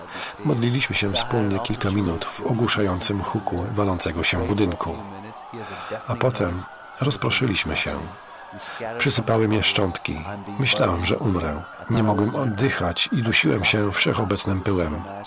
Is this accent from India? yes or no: yes; India; Ponieważ pochodzę z Indii, jeżdżę także tam.